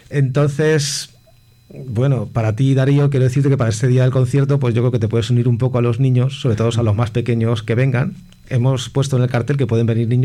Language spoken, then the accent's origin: Spanish; Toledo, Castilla-La Mancha, Spain; born there; now in Madrid, Spain; Yo nací en Toledo. Uh-huh. Y llegué aquí a Madrid en el año 2001.